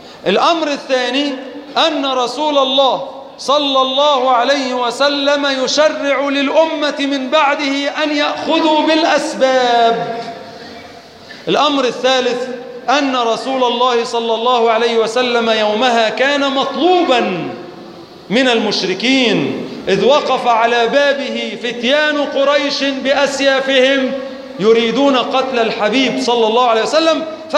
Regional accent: Egypt; اللهم أنزل على بلادنا مصر السقاء والرخاء

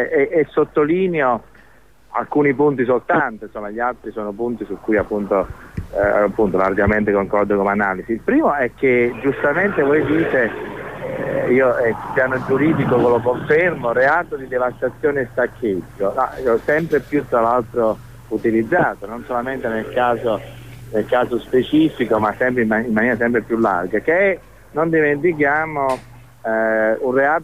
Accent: Naples, Campania, Italy; Io sono napoletano

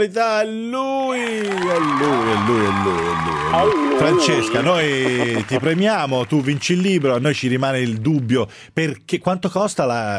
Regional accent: Tuscany, Italy; posso mettermici anch'io perché sono toscano anch'io

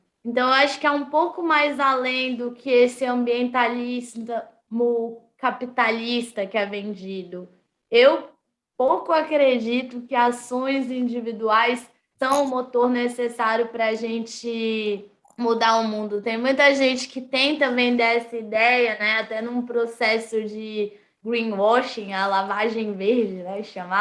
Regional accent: Brasília, Federal District, Brazil; Eu vivo e nasci em Brasília.

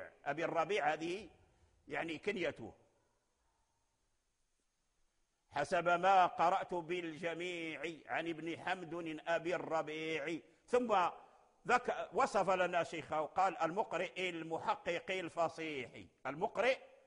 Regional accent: Morocco; أسانيدهم موصولة معروفة عندنا في المغرب

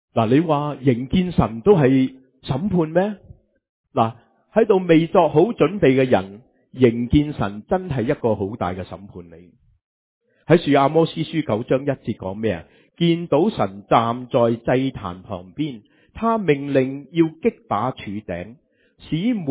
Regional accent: China; 我时时都话以色列人同埋我哋中国人系好相似。我哋中国人会话时机成熟系嘛

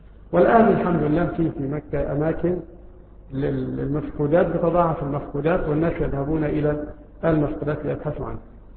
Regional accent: Egypt; مثل رائحة النعناع عندنا في مصر، وهو يشبه الرعراع عندنا في مصر

